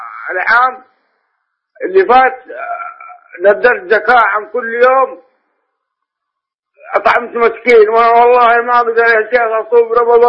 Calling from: Mecca, Makkah Province, Saudi Arabia; أنا من مكة المكرمة أكلمك.

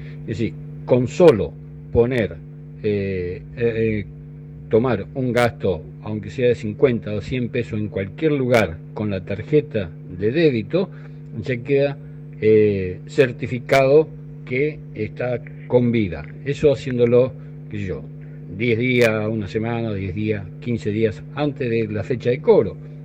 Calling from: Flores, Buenos Aires, Argentina; de Flores.

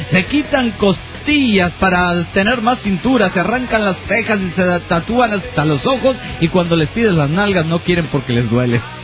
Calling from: Tijuana, Baja California, Mexico; de Tijuana, México.

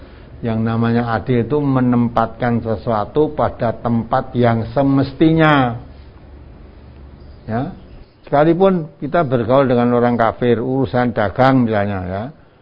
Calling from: Palembang, South Sumatra, Indonesia; dari Palembang

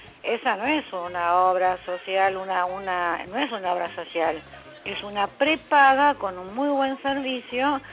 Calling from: Buenos Aires, Argentina; les quiero comentar que yo soy socia jubilada ya mayor del Hospital Italiano.

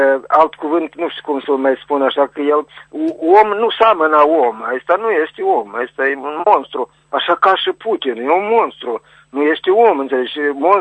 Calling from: Criuleni, Criuleni District, Moldova; Acum sunt de la Criuleni, în principiu sunt la Chișinău, dar sunt la Criuleni acum.

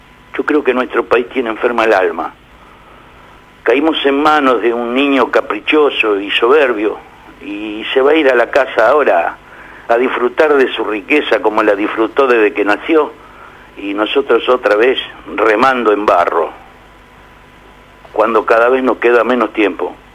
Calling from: Buenos Aires, Argentina; de la Boca.

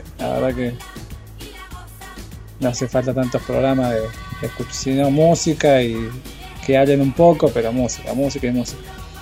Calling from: Quilmes, Buenos Aires Province, Argentina; de Quilmes y bueno, quería participar por el sorteo de las cajas navideñas.

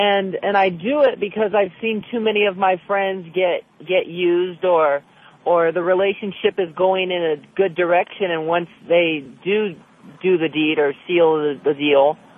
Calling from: Burbank, California, United States; No, I'm calling from Burbank.

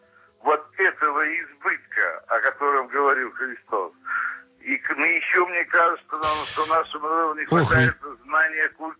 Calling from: Syktyvkar, Komi Republic, Russia; я звоню вам из Сыктывкара.

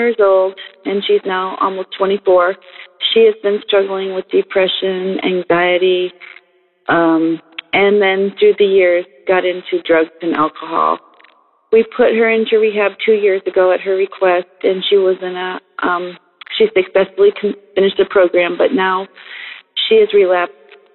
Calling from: Michigan, United States; I'm calling from Michigan.

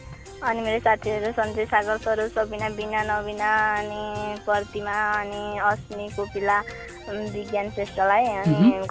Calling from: Tanahun, Gandaki Province, Nepal

